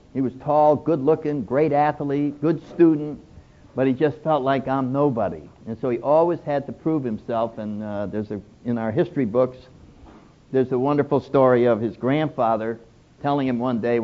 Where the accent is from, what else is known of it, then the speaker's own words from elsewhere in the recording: New England, United States; I'm from New England, so I take great pleasure in the fact that this huge spiritual, social movement that is now spread all over the world did not start in California.